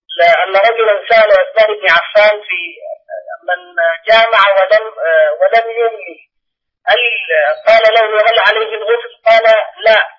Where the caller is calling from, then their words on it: Sudan; أنا متصل من السودان يا شيخنا